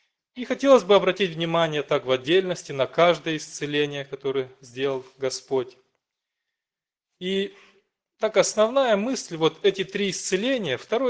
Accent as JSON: {"language": "Russian", "town": "Hincesti", "region": "Hîncești District", "country": "Moldova", "said": "я из Молдавии, церковь маленького городка Хинчешты, бывший Котовский."}